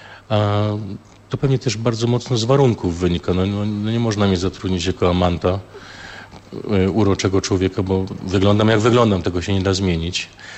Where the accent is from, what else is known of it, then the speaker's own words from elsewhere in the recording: Opole, Opole Voivodeship, Poland; Ja jestem opolaninem.